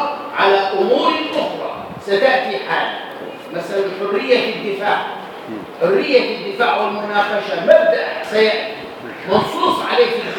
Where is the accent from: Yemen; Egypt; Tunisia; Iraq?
Egypt; إذا الواقع العمل اللي عندنا في مصر الآن